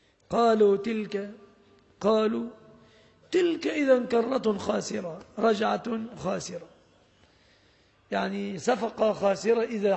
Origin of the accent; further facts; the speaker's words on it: Egypt; أن تسلم بلادنا مصر وأن يسلم أهلها